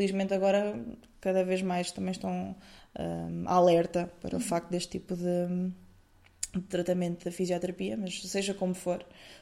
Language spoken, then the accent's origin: Portuguese; Coimbra, Centro, Portugal; Eu estou habituada, eu sou de Coimbra